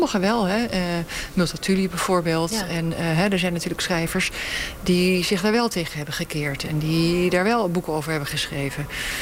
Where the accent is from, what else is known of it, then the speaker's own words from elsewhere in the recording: Netherlands; En wij als Nederlanders voelen ons heel schuldig.